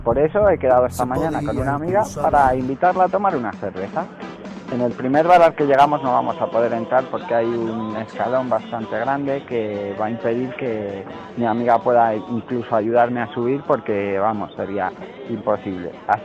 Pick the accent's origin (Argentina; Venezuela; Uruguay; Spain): Spain; nosotros como buenos españoles queremos una caña